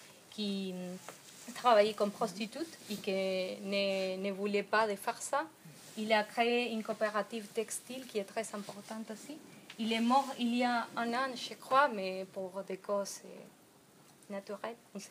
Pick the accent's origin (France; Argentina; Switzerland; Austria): Argentina; Je viens d'Argentine où nous sommes tous en colère.